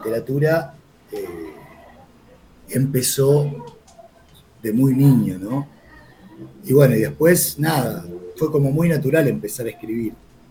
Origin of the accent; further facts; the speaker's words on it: La Plata, Buenos Aires Province, Argentina; mi lugar de nacimiento, con mi origen, que fue acá a La Plata, unos meses antes de la dictadura, del 76. Me crié acá, bueno, al principio mi infancia fue un poco la dictadura, fue tipo un exilio interno que se tomaron mis viejos.